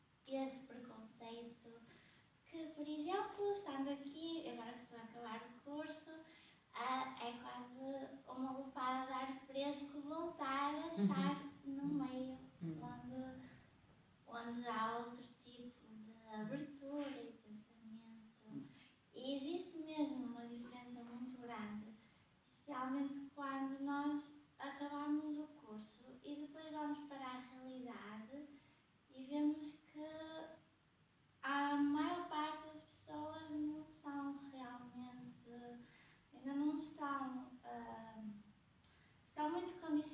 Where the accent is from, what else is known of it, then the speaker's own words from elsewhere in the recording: Guimarães, Braga, Portugal; born there; eu nasci aqui em Guimarães.